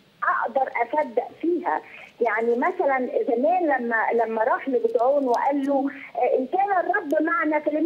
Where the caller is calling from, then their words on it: England, United Kingdom; من إنجلترا.